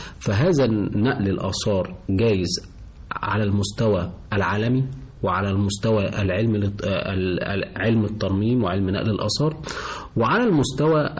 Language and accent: Arabic; Egypt; وإحنا عندنا كمصريين عندنا خبرة في الموضوع ده كويسة جدا جدا